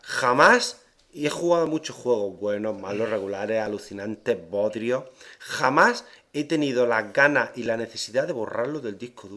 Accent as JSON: {"language": "Spanish", "country": "Spain", "said": "Te estoy diciendo lo español porque soy español."}